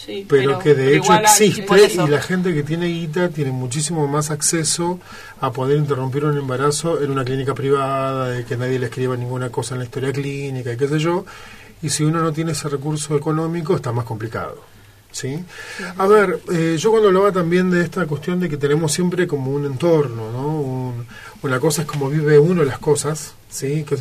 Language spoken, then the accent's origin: Spanish; Buenos Aires, Argentina; nosotros no solo somos argentinos, sino que vivimos en Buenos Aires, en una capital